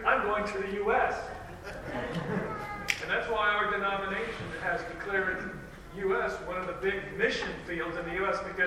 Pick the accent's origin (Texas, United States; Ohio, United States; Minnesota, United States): Texas, United States; So that's the way it is in some parts of my home state, Texas, over there on the west side of Texas.